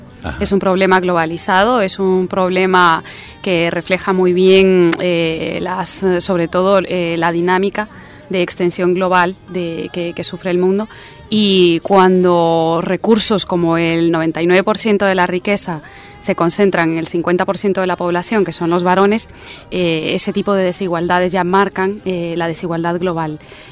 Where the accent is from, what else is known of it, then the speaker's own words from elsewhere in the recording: Guatemala; coordinadora de proyectos de la Plataforma de Mujeres Artistas contra la Violencia de Género y soy guatemalteca también.